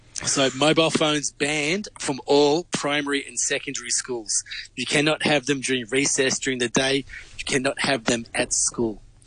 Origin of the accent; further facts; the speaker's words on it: Victoria, Australia; speaking about Victoria, my home state